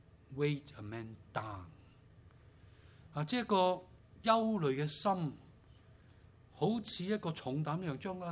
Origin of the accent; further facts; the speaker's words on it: China; 我們中國人有些話說得很好的，人無遠慮必有近憂，是不是？